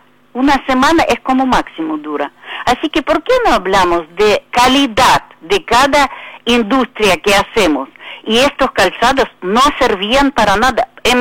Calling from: Tablada, Buenos Aires Province, Argentina; de Tablada.

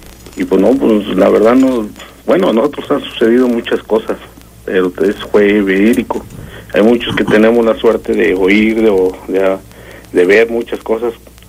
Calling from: San Miguel de Allende, Guanajuato, Mexico; De aquí, San Miguel de Allende.

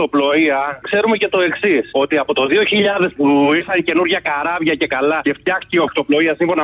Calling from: Patras, Western Greece, Greece; από Πάτρα.

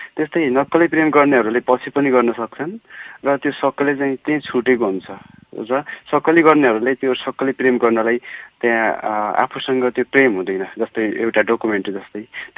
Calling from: Darjeeling, West Bengal, India; म दार्जिलिङबाट

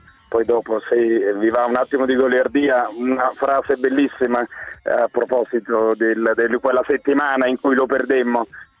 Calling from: Naples, Campania, Italy; Ciao. Siamo da Napoli

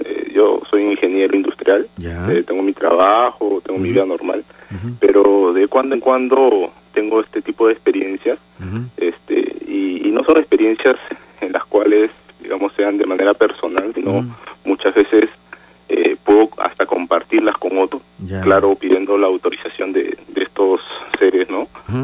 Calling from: Rímac, Lima, Peru

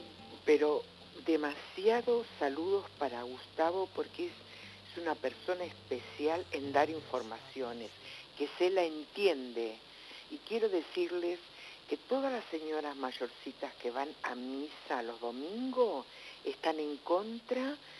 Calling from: José León Suárez, Buenos Aires Province, Argentina; de José Lón Suárez.

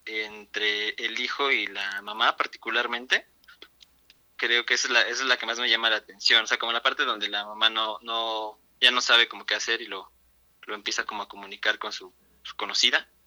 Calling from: Atlautla, State of Mexico, Mexico; De Atlautla.

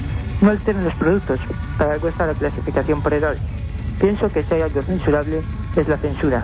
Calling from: Vigo, Galicia, Spain

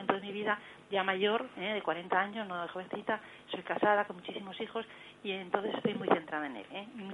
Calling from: Madrid, Community of Madrid, Spain; de Madrid.

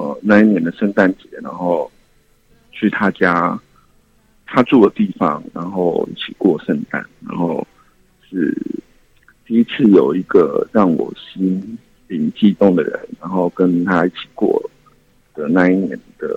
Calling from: Kaohsiung, Taiwan; 我是高雄的

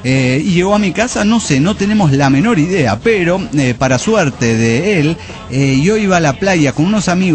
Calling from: Orizaba, Veracruz, Mexico; de Orizaba, Veracruz.

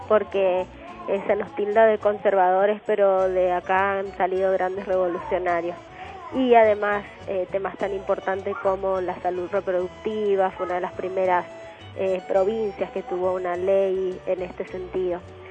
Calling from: Mendoza, Argentina; Quiero hacer un brindis con ustedes, con un rico Malbec mendocino y con todas las mendocinas y mendocinos que están escuchando.

